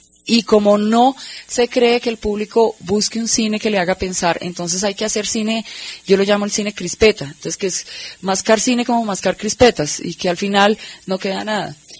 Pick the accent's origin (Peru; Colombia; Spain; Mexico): Colombia; con un cine que nos exprese como colombianos